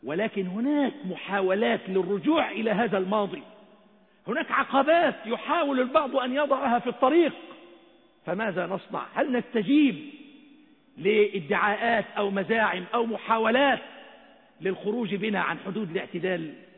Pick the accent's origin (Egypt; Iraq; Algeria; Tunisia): Egypt; اللهم اجعل بلدنا مصر أمنا أمانا سخاء رخاء